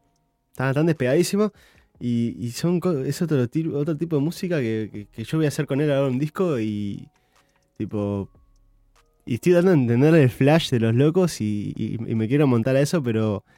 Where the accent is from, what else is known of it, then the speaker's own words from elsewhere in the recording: Uruguay; born there; Yo nací en Uruguay, pero no tengo, nunca quise, tipo, nacer acá.